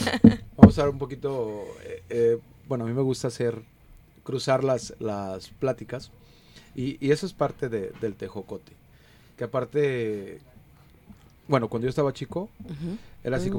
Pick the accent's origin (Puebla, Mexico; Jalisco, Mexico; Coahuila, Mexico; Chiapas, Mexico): Jalisco, Mexico; Juanacatlán; para toda la gente bonita de mi pueblo y de mi rancho, Juanacatlán y San Antonio.